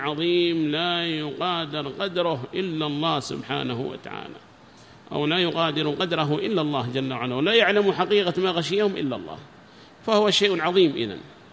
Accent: Yemen; وهم عندنا في اليمن بكثرة في حراز وفي غير حراز،

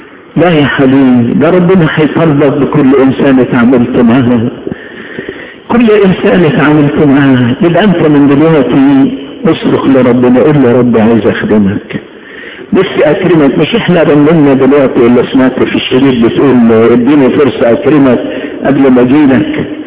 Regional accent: Upper Egypt, Egypt; عيشتنا في الصعيد في طفولتنا. احنا هدينا وطفشنا من الصعيد

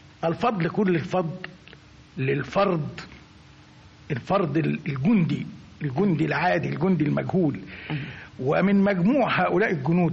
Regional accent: Egypt; عنده قناعة بأن استحالة إحنا كمصريين إزاي نعدها

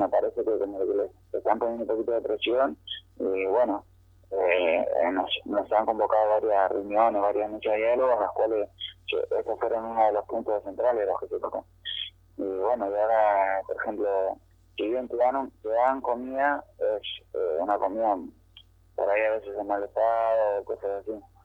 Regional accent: Buenos Aires, Argentina; Somos la mayoría del Gran Buenos Aires, en Suárez, La Loma, La Nuz, y estamos acá en un radio de más de 500 kilómetros de nuestro domicilio

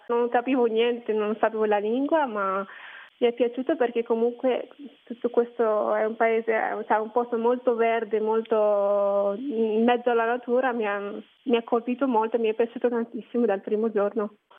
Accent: Morocco; now in Venice, Italy; mi ha proposto di partecipare a questo concorso per rappresentare il Marocco, che è il mio paese.

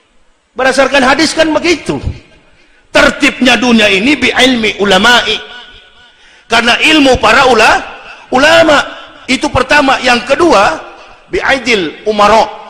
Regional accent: Sulawesi, Indonesia; Saya orang Sulawesi, dekat dengan Palu.

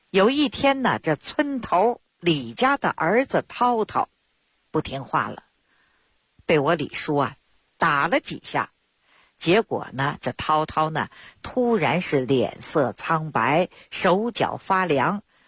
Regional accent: Beijing, China; 我呢是土生土长的北京人儿。我自小呢出生在一个中医世家， … ，我的爷爷我的父亲那都是郎中。

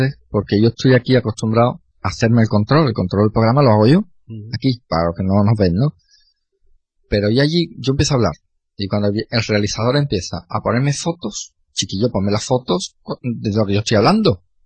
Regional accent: Jerez de la Frontera, Andalusia, Spain; somos andaluces y encima de Jerez y hablamos muy rápido.

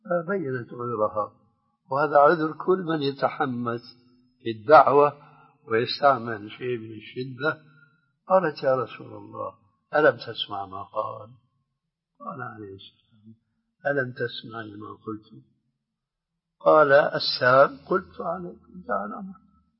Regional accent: Syria

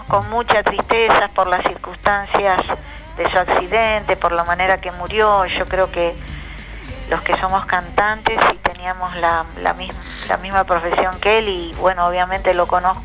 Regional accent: Paso del Rey, Buenos Aires Province, Argentina; yo soy de Paso del Rey

